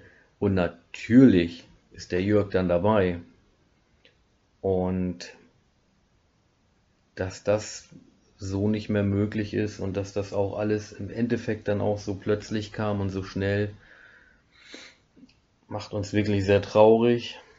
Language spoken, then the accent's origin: German; Schleswig-Holstein, Germany; now in Black Forest, Germany; komme ich tatsächlich mittlerweile aus dem Schwarzwald, Breisgau, ursprünglich aus dem Holsteinischen.